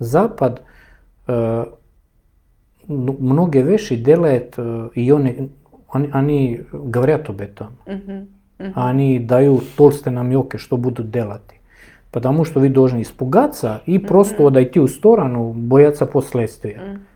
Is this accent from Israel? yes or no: no; Serbia; now in Russia; Я из Сербии ушел